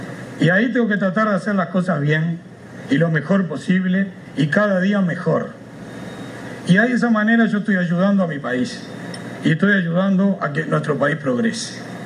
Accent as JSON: {"language": "Spanish", "country": "Uruguay", "said": "yo escucho que se habla mucho, y somos bien uruguayos, ¿no?"}